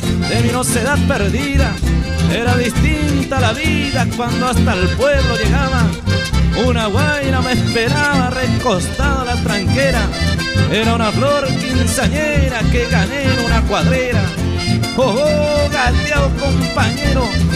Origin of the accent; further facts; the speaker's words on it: Tres Lagunas, Argentina; Ahí está mi pueblo, Tres Lagunas, che, con todo el cariño.